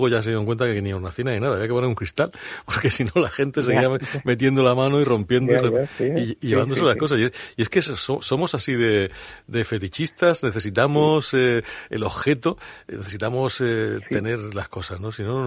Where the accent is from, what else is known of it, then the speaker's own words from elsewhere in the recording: Levante, Spain; Es una de las cosas que a los que somos del Levante nos sorprende mucho.